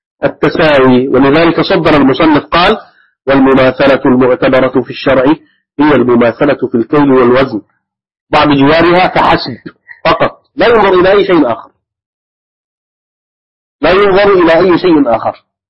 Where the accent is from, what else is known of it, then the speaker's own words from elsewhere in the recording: Egypt; عندنا في مصر مثلا ما القوت؟ خبز. القوت عندنا هنا الخبز